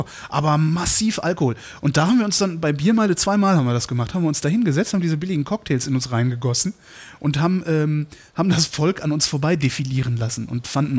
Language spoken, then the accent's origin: German; North Rhine-Westphalia, Germany; also born or lived in Cologne; ich komme vom Dorf, aber eigentlich bin ich gebürtiger Kölner und dann irgendwann dann 20 Kilometer außerhalb aufgewachsen.